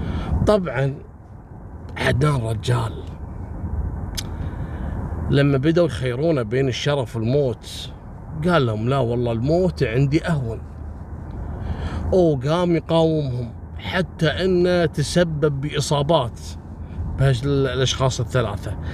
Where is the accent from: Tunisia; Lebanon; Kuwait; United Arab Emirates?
Kuwait; احنا عندنا في الكويت نسميه مسلخ